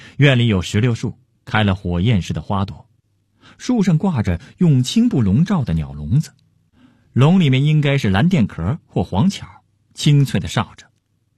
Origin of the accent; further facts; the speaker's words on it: Beijing, China; 我是那种现在少数的地道的北京人，因为我是在紫禁城朱砂色的城边长大，我爸爸我爷爷也是在那儿长大的。